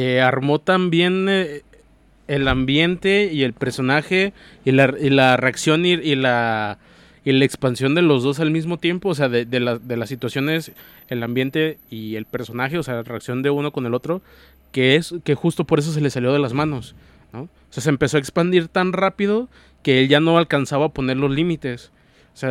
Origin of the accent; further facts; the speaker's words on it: Mexico; Pues soy mexicano y a los mexicanos...